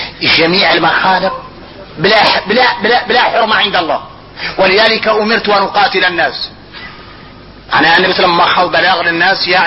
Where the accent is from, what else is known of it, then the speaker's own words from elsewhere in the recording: Mauritania; عندنا احنا موريتاني وتربينا بها